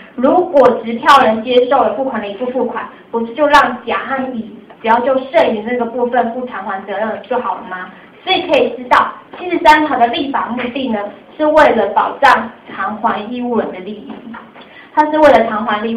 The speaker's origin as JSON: {"language": "Chinese", "region": "Taichung", "country": "Taiwan", "accent": "Taichung", "said": "因为我台中人啊，当然会有台中腔啊"}